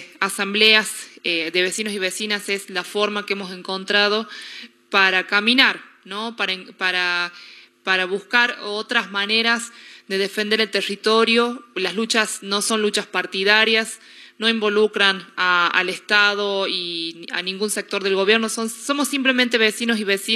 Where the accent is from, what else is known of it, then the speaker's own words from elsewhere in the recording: La Rioja, Argentina; nosotros como riojanos que sentimos a los catamarqueños como nuestros hermanos